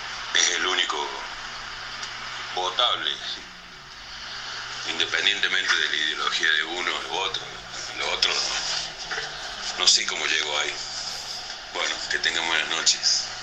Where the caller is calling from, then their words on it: Córdoba, Argentina; de Córdoba Capital. Siempre los escucho.